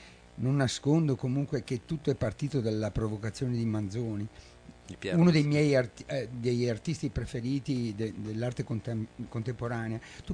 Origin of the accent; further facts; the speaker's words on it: Chioggia, Veneto, Italy; now in Dolo, Italy; Io mi ritengo di Chioggia, però adesso abito a Dolo.